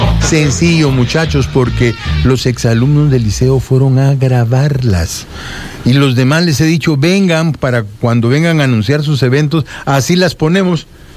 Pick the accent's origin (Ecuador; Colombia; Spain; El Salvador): El Salvador; born there; soy salvadoreño, sí, por nacimiento, por decreto